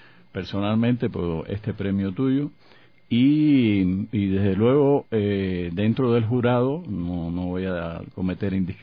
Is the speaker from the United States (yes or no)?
no; Cuba